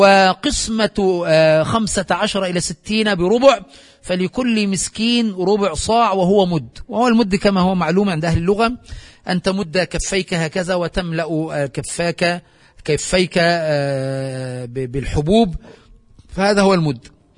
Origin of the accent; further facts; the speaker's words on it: Aswan, Aswan Governorate, Egypt; كما يفعل عندنا في أسوان وفي قرى الصعيد